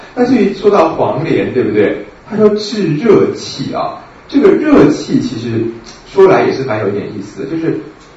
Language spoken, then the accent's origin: Chinese; China; 如果我们中国人画一个老鹰爪子，